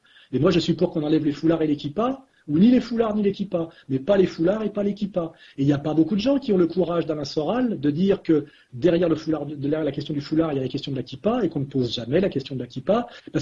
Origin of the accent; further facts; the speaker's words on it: France; en tant que Français de souche catholique